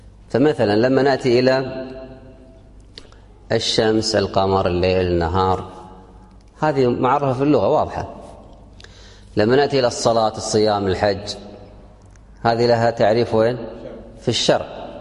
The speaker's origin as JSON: {"language": "Arabic", "country": "Kuwait", "said": "عندنا في الكويت عرف عام، ما هو عرف منطقة ولا قطعة"}